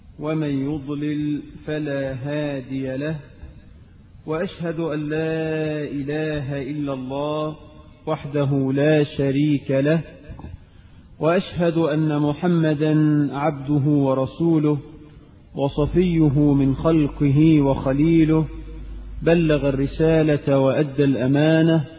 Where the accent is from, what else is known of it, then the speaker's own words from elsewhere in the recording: Egypt; اللهم اجعل بلدنا مصر آمنة مطمئنة